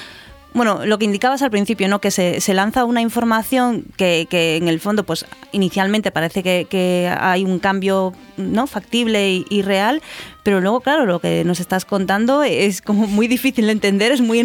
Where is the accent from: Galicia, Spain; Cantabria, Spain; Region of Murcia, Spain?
Galicia, Spain; ahora mencionabas Galicia, yo soy de Galicia